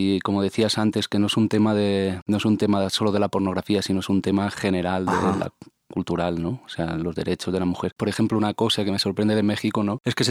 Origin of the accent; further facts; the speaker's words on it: Barcelona, Catalonia, Spain; yo vengo de Barcelona, ¿no? O sea, Barcelona para mí es una ciudad en cuanto a, pues, bueno, pues muy para el frente, muy, como decimos allá, como muy avanguardista en temas de género